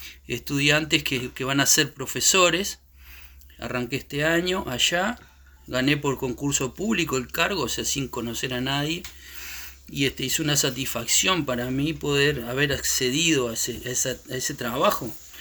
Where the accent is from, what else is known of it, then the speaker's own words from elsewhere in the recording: Uruguay; also born or lived in Chile; si bien yo soy uruguayo, pero estuve 15 años fuera, por lo tanto conozco más de Chile en estos últimos 15 años de lo que ha pasado acá